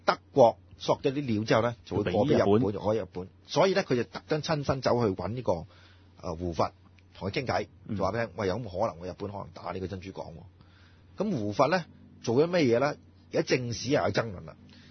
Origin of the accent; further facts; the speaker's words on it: China; 嗱，作為中國人咧